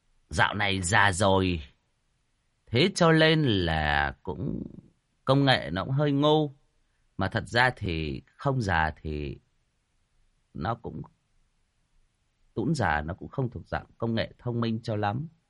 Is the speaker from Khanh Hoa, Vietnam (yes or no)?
no; Hưng Yên, Vietnam; Ở quê tôi Hưng Yên nó cũng có, nhưng mà nó ít, nó không phổ biến.